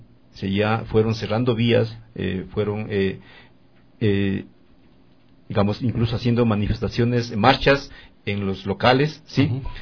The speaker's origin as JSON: {"language": "Spanish", "town": "Tumbaco", "region": "Pichincha", "country": "Ecuador", "said": "Incluso una anécdota, yo soy de Tumbaco, mi comuna es de Tumbaco"}